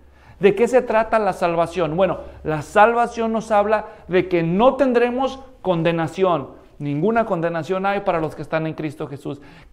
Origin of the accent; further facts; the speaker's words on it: Mexico; En México, de donde yo soy, donde yo nací, hay un refrán en algunos pueblos que suena un poco feo